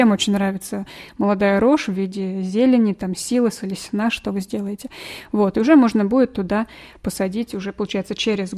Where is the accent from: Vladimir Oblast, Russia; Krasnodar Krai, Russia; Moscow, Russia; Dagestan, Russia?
Vladimir Oblast, Russia; Vladimir; now in Ivanovo, Russia; На самом деле я сама из Владимира. И раньше у нас там во Владимире тоже очень много на огородах было медведки.